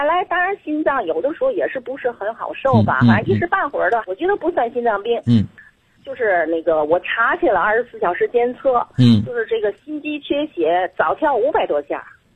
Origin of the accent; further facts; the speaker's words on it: Tianjin, China; 我还没介绍我自己，我是天津的。